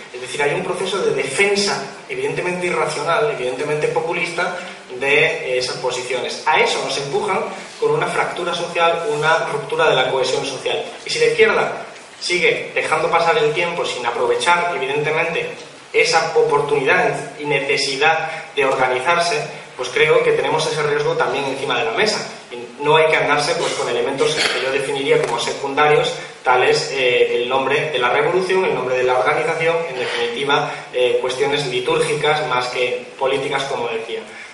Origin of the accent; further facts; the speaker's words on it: Málaga, Andalusia, Spain; Yo vengo de Málaga, 40% de paro en términos generales